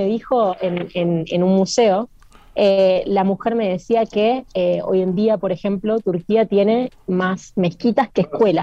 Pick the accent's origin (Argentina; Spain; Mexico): Argentina; now in abroad (not Argentina); uno viene de un país como Argentina que tiene muchísimo movimiento social